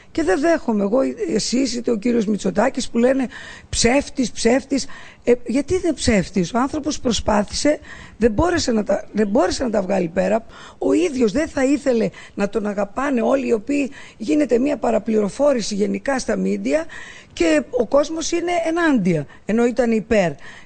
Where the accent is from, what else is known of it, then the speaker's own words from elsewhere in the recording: Greece; Εγώ είμαι μια Ελληνίδα φορολογούμενη, όπως όλοι οι Έλληνες